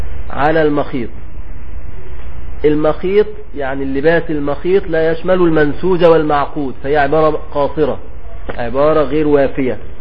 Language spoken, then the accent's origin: Arabic; Egypt; بنسميه عندنا في مصر الجلابية.